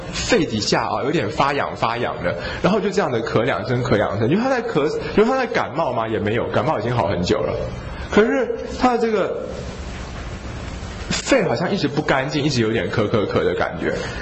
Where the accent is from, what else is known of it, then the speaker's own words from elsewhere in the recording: China; 那至于说像我们中国人治疗这个疝气是这种厥阴治，对不对？